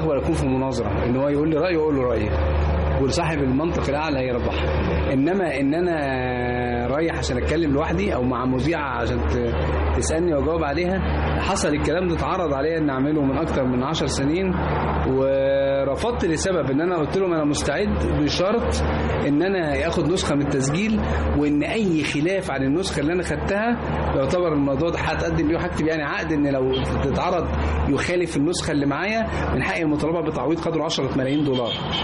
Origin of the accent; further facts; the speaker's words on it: Egypt; أنا مصري فلازم يبقى مصري.